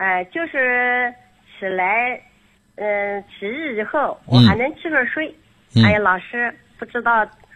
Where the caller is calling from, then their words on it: Xuancheng, Anhui, China; 我来自安徽宣城的。我是一名先学员。